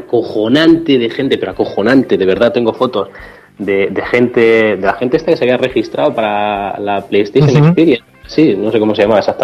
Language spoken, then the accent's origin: Spanish; Ciudad Real, Castilla-La Mancha, Spain; sí, somos de Ciudad Real, allí lo más que hay son 5 autobuses